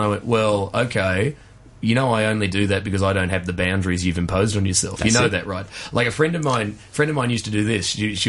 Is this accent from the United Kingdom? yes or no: no; Perth, Western Australia, Australia; I grew up in Perth, Western Australia.